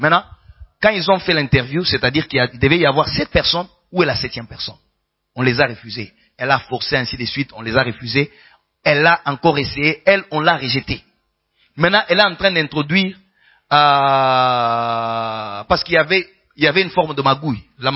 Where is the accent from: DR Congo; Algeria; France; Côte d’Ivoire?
DR Congo; Kinshasa; Au Congo, particulièrement chez nous, à Kin, il y a celui qu'on appelle Kinois.